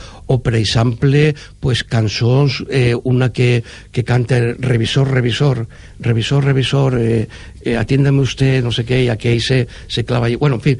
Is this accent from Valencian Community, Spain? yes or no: yes; Valencian Community, Spain; expressant lo que som els valencians, no?